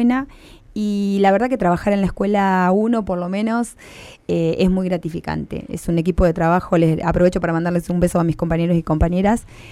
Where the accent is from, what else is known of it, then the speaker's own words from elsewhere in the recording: Argentina; el repudio y la bronca como argentina, como argentino